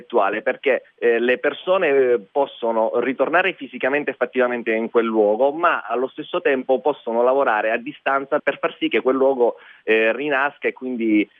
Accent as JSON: {"language": "Italian", "region": "Calabria", "country": "Italy", "said": "Io e Valentina siamo calabresi di Castroville, eravamo qui a Milano."}